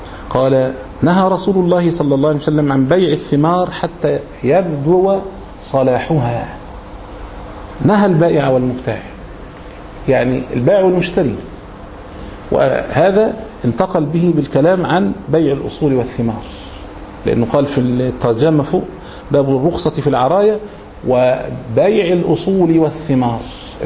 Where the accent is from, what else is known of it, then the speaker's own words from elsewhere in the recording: Egypt; يعني احنا مثلا كمصريين مثلا الرز مثلا عندنا ده هو الاساس مثلا